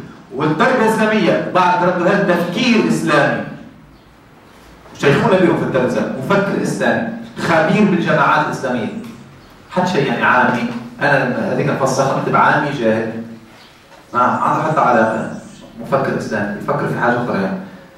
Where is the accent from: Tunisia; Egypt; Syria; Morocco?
Tunisia; خاصة في بلدنا تونس